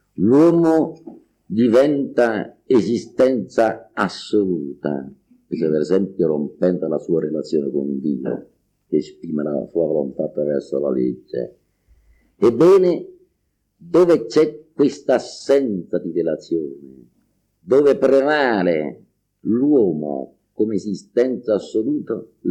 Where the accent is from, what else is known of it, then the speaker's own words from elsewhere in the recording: Campania, Italy; e io che sono campano, ho vissuto tutte le esperienze del culturismo campano